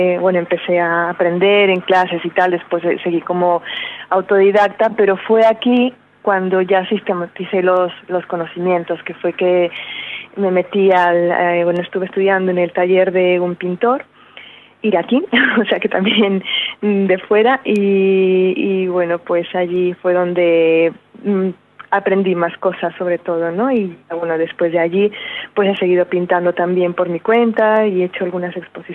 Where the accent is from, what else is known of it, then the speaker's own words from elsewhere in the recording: Nueva Rosita, Coahuila, Mexico; moved away as an adult; now in Madrid, Spain; yo vengo de México, de un pequeño pueblito al norte que se llama, bueno, pueblito no, que si me oyen me van a matar, es una ciudad, pero es pequeña, se llama Nueva Rosita en el estado de Coahuila. Y bueno, llegué a Madrid hace ya un poquito más de 17 años.